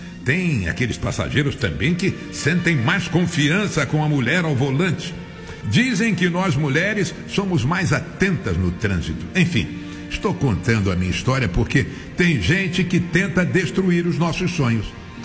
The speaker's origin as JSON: {"language": "Portuguese", "region": "Rio de Janeiro", "country": "Brazil", "tie": "born there", "said": "moradora do Rio Comprido, bairro onde eu nasci."}